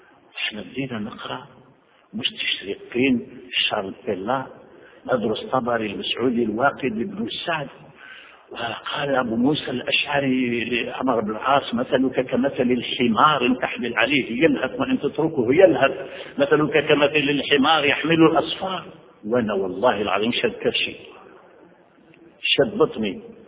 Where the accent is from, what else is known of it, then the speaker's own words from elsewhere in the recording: Algeria; first language French; Arabic is a second language; now in France; وأنا أعيش في الغرب منذ 37 سنة في فرنسا، وقبل أن آتي إلى فرنسا أنا فرنسي لغة، لأنني تعلمت الفرنسية قبل العربية، لأن في زمان الاستعمار العربية لم تكن تعلم في الجزائر.